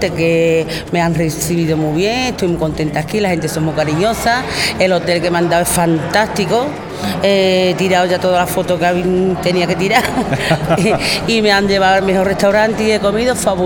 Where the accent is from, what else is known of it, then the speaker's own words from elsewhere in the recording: Andalusia, Spain; born there; cuando viene de mi tierra y me reconocen en la tierra que yo he nacido, y los andaluces